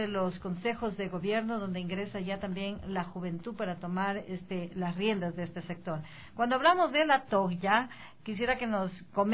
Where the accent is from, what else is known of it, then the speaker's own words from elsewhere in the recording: Píllaro, Tungurahua, Ecuador; En homenaje dice yo que soy de Píllaro.